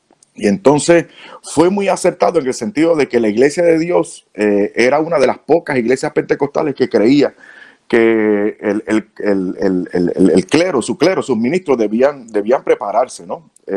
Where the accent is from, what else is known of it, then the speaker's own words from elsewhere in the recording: Puerto Rico; O sea, yo soy puertorriqueño, como digo, sangre caliente y digo las cosas de frente.